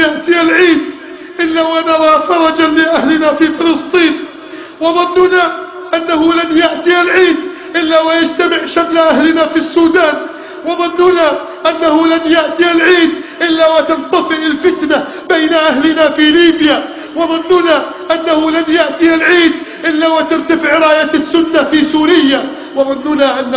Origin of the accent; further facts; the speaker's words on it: Egypt; اللهم احفظ بلدنا مصر من كيد الكائدين